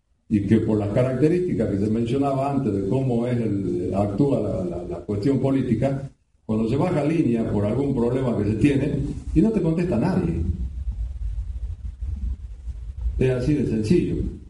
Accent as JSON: {"language": "Spanish", "region": "Jujuy", "country": "Argentina", "said": "yo soy de Jujuy, de allá de la lejana Puna o la Quebrada"}